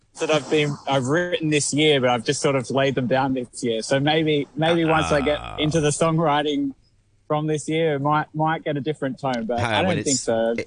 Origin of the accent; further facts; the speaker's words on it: Central Coast, New South Wales, Australia; So I'm from Central Coast, which is an hour north of Sydney.